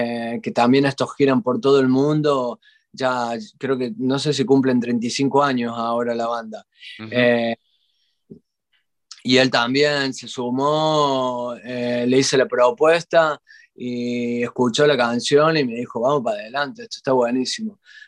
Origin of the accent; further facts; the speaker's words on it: Córdoba, Argentina; now in Spain; de Argentina, de Córdoba, Argentina, de donde soy.